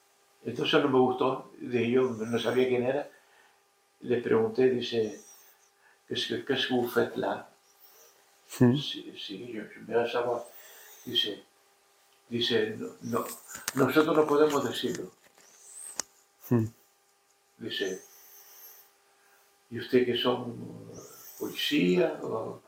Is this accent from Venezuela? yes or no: no; Canary Islands, Spain; Y yo soy hijo predilecto de las Canarias.